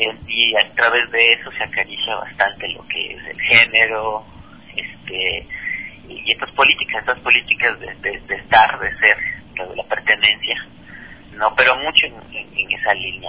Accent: Ecuador; que somos los ecuatorianos, nos conocimos hace 2 años.

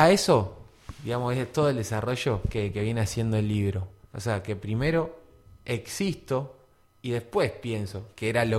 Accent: Argentina; Pero nosotros, como argentinos, por ejemplo

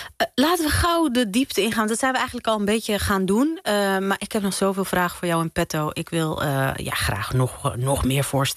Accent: Morocco; want ik ben Marokkaans en ik weet alles van de harira soep.

